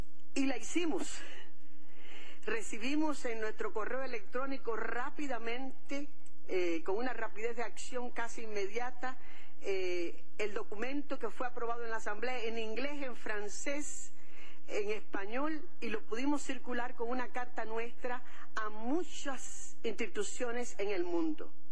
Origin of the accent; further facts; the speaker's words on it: Cuba; como cubanos, como patria